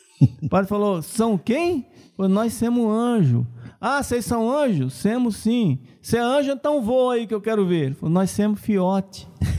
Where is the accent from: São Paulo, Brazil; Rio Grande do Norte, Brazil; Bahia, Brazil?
Bahia, Brazil; Remanso; minha irmãzinha lá de Remanso, da minha terra também, lá na Bahia.